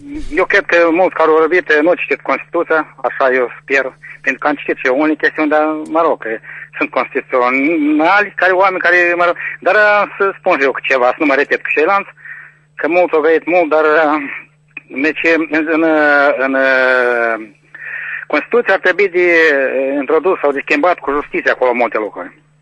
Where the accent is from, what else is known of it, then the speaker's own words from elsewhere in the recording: Moldova; bem mâna, știți, ca moldoveni.